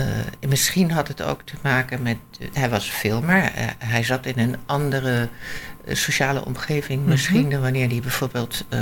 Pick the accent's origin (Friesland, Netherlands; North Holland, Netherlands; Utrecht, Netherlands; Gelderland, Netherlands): North Holland, Netherlands; Haarlem; En ik kom ook uit Haarlem